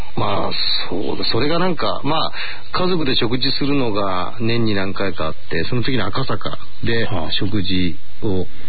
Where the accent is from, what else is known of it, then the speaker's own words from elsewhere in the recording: Kita, Tokyo, Japan; born there; 北区です。